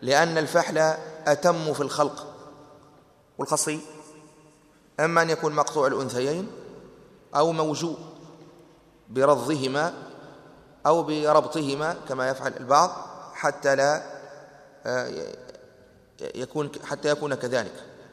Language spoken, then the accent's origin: Arabic; Tunisia; نحن المعتاد عندنا في تونس